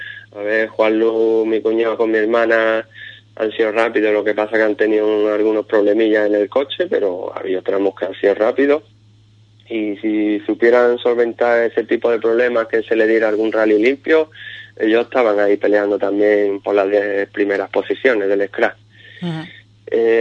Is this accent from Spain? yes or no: yes; Ubrique, Andalusia, Spain; yo este año me he privado de correr la subida Ubrique, que es la subida de mi pueblo y que me encanta.